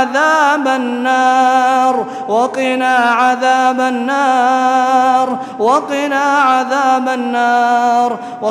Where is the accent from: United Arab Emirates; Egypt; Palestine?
United Arab Emirates; اللهم اجعل بلادنا الإمارات شامخة بعزها